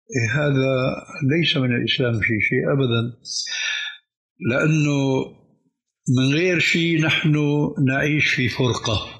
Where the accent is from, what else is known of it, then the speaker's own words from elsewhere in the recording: Syria; كما يقولون عندنا في الشام بدها زكتاف